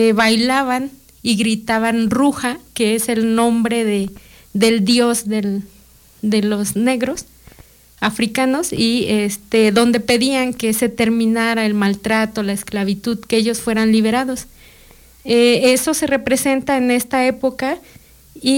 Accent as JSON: {"language": "Spanish", "town": "Río Grande", "region": "Oaxaca", "country": "Mexico", "tie": "born or raised there", "said": "Río Grande, pues, es mi pueblo de origen. Es un pueblo afromestizo o afrodescendiente."}